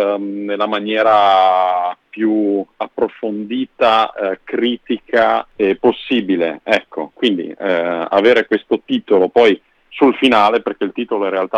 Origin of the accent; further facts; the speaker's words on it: Bolzano, Trentino-Alto Adige, Italy; perché io sono di Bolzano